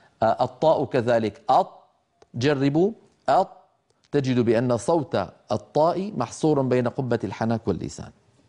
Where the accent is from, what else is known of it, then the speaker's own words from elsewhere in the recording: Syria; يعني طبعا أنا من الشام، فأسمع من بعض إخواننا أحيانا مبالغات غير مقبولة في نطق الحرف المكسور